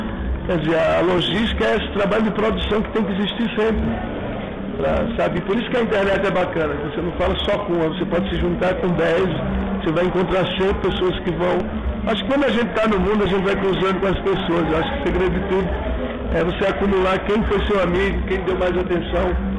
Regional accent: Northeast Region, Brazil; eu sou do Nordeste

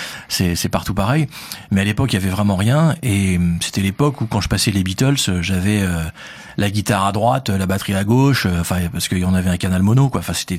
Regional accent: Paris, Île-de-France, France; accent: Parisian; moi j'ai un accent un peu parisien, je parle un peu vite.

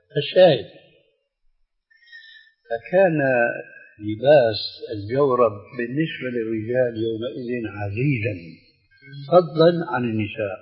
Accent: Albania; Arabic is a second language; ويجب علينا نحن العاجل الألبان والأمريكان أن نتعلم اللغة العربية من كتاب الله ومن حديث رسول الله صلى الله عليه وسلم.

